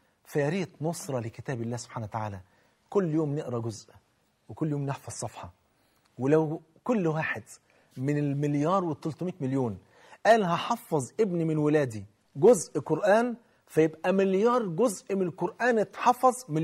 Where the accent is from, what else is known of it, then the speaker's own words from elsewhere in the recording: Egypt; عندنا في مصر